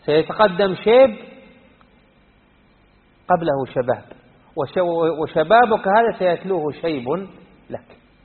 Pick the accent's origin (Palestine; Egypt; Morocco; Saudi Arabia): Saudi Arabia; Unaizah, Al-Qassim; كان عندنا الناس يلعبون في ديرتنا في عنيزة تحت قبة من القبب